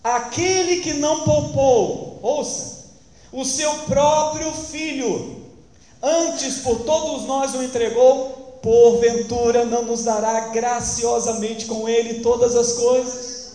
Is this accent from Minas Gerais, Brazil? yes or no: yes; Barbacena, Minas Gerais, Brazil; eu só tenho 42 anos, irmãos, se você não sabe. É, 42. Quando eu era pequeno, lá em Barbacena, eu morava em Piedade. Eu comecei a frequentar, minha mãe me levou para a Igreja Batista, a segunda Igreja Batista lá de Piedade.